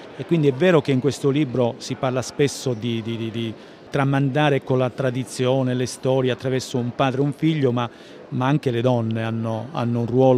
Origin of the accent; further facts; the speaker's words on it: Calabria, Italy; una collina dell'Alto Crotonese che si trova tra Cirò Marina e il mio paese d'origine, quindi una collina che si affaccia sullo Ionio, che io ho visto, si può dire, da sempre.